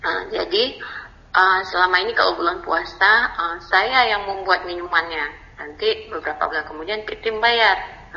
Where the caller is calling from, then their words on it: Aceh, Indonesia; dari Aceh.